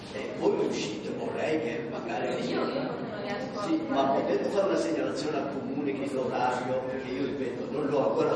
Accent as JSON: {"language": "Italian", "region": "Southern Italy", "country": "Italy", "moved": "as an adult", "lives_now": "South Tyrol, Italy", "said": "ho lasciato il mio paese perché sono andato a lavorare e sono contento di vivere, ho famiglia, figli in Alto Adige, quindi grazie a questo statuto io dal sud li ho avvantaggiati perché ho trovato lavoro, figlio, parlo tedesco, italiano"}